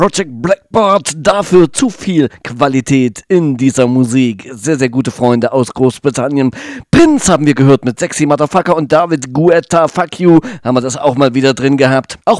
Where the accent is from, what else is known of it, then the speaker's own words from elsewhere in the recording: East Germany, Germany; Ich bin in der DDR aufgewachsen